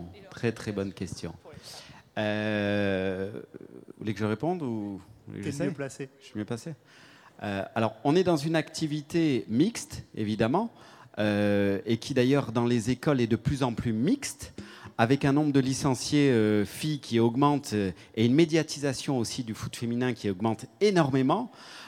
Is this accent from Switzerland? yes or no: yes; Switzerland; comme je suis suisse, je me dois de respecter le timing.